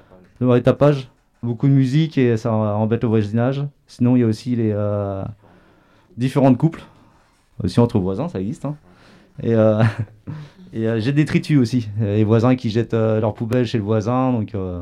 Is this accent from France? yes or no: yes; Paris, Île-de-France, France; now in Angoulême, France; je viens de Paris et là je suis arrivé à Angoulême il y a un an.